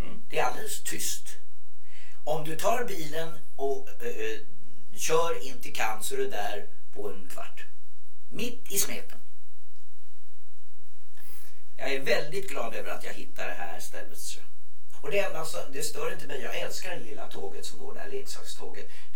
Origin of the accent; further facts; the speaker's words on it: Gävleborg County, Sweden; Jag är från Gästrikland, och det är där ursprunget, där är mina rötter.